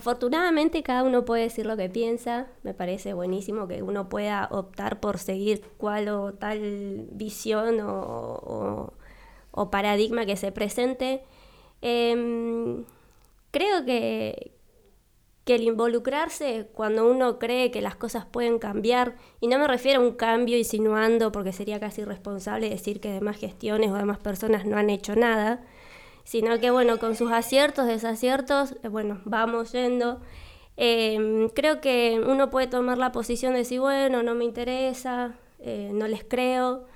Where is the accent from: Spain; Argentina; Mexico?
Argentina; San Martín; yo soy nacida y criada acá en San Martín.